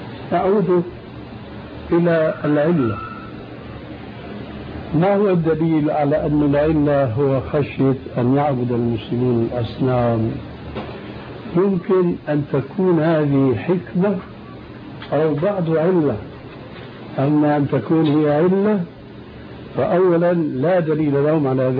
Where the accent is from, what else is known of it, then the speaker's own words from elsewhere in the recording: Syria; كما يقولون عندنا في الشام